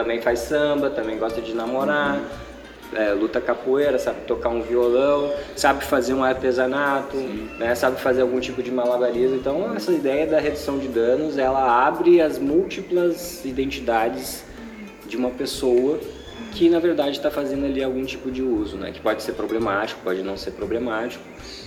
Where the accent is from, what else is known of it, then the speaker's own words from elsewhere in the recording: Vitória, Espírito Santo, Brazil; now in Porto Alegre, Brazil; Eu atuei como redutor de danos em Vitória, no Espírito Santo, que é minha cidade natal.